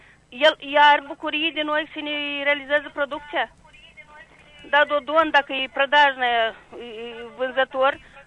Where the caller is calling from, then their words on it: Sofia, Hîncești District, Moldova; din Sofia Hâncești.